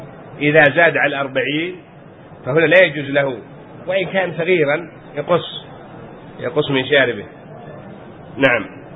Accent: Yemen; عندنا في اليمن يعني حال الناس قبل كانوا يختنون بعد ما يكبر

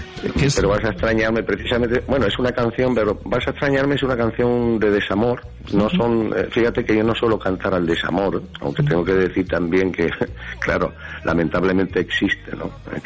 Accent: Valencian Community, Spain; hay que cumplir como buen valenciano

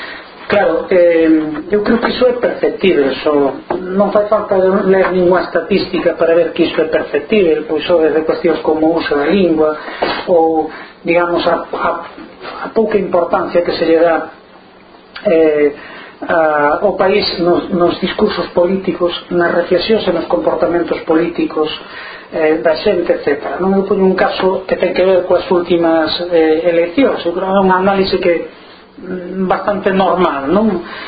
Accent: Galicia, Spain; asumir que Galicia é unha nación, que eu son galego e por tanto que entendo que a miña nación ten dereito a ser unha nación libre

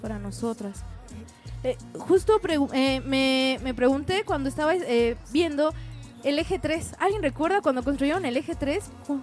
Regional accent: Xochimilco, Mexico City, Mexico; yo no soy de acá, no tengo el gusto de ser de acá, más bien soy de Xochimilco, pero al fin y al cabo somos pueblos hermanos.

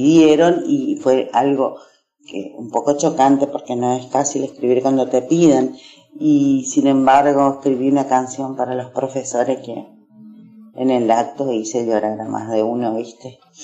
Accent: Mercedes, Corrientes, Argentina; los músicos de mi pueblo, de Mercedes Corrientes, eran sus amigos

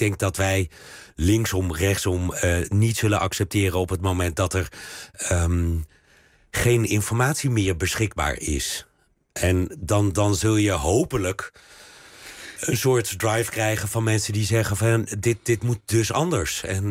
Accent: Belgium; Dat is ook waar je als Belg heel erg over verbaast.

